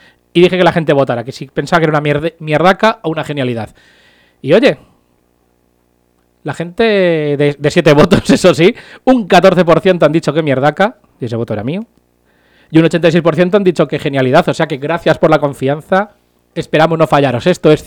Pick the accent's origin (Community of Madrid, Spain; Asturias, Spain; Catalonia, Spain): Community of Madrid, Spain; Pinto; A mí si me dicen que soy de Madrid, pues bueno, no me importa mucho. Pero soy de Pinto.